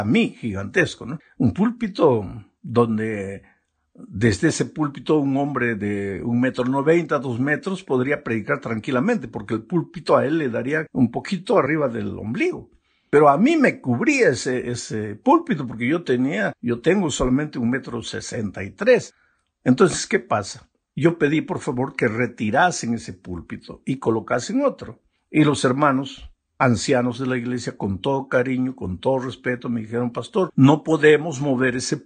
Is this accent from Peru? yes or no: yes; Peru; Pero yo soy, pues, un peruano que mide 1,63 m.